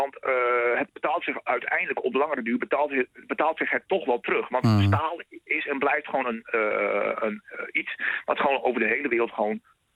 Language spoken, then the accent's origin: Dutch; Groningen, Netherlands; Delfzijl is voor mij een bekende plek, maar ik kom uit Groningen.